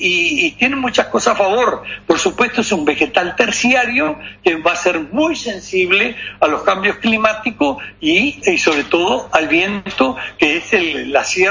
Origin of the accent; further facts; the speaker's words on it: Rivera, Uruguay; Lo único malo es que soy de Rivera.